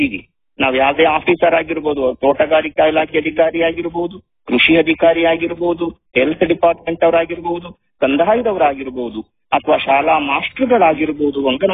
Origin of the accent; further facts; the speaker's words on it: Jinnenahalli, Karnataka, India; ನಾನು ಹಾಸನ ಜಿಲ್ಲೆಯವನೇ. ಹಾಸನ ಜಿಲ್ಲೆಯ ಚಂದ್ರಾಯಪಟ್ಟಣ ತಾಲೂಕಿನ ಹಿರಿಸಾವೆ ಹೋಬಳಿ ಜಿನ್ನೇನಹಳ್ಳಿ ಗ್ರಾಮದವನು. ಅಲ್ಲಿಯ ಒಂದು ರೈತ ಕುಟುಂಬದಿಂದ ಬಂದವನು.